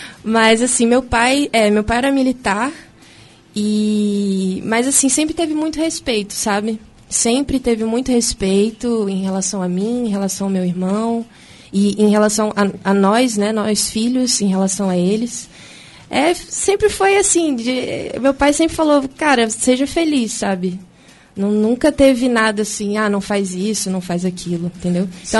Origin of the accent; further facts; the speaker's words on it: Rio de Janeiro, Brazil; born there; also born or lived in Brasília; eu nasci no Rio de Janeiro, mas assim, minha cidade... Assim, que eu falo que eu sou de Brasília, porque foi a parte que eu mais, assim, eu fiquei mais tempo morando, né? Então, eu meio que me considero brasiliense, mas eu moro no Rio